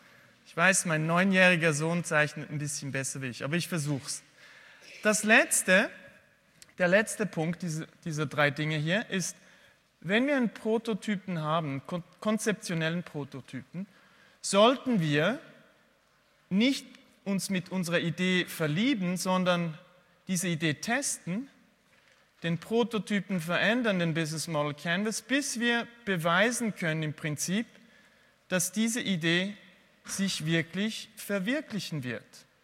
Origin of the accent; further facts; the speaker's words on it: Switzerland; Ihr müsst mir schon mal verzeihen, ich habe ein bisschen Mühe mit Deutsch sprechen. Einerseits bin ich Schweizer, aber andererseits spreche ich sehr selten eigentlich Deutsch, weil ich eher im englischsprachigen Bereich unterwegs bin und weil meine Frau und meine Kinder Französisch sprechen.